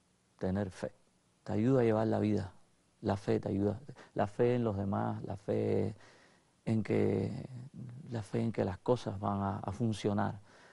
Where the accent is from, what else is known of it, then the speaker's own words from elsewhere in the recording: Cuba; yo no nazco en Italia, afortunadamente. Soy cubano, pero soy cubano-italiano